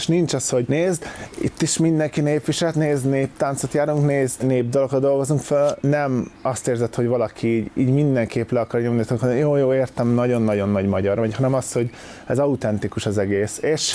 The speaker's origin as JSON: {"language": "Hungarian", "country": "Hungary", "tie": "born there", "said": "Szóval az, hogy csak azért, mert én Magyarországra születtem, én vagyok a király"}